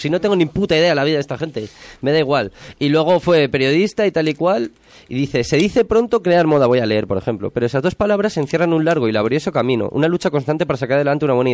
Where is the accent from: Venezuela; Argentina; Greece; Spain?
Spain; Madrid, Community of Madrid; yo soy de Madrid, así que no sé